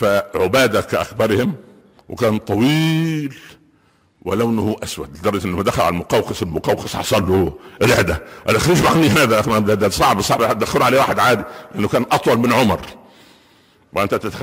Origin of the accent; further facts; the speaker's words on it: Minya Governorate, Egypt; مدينة عندنا في المنيا اسمها البهنسة مدينة صغيرة كده جنب بني مزار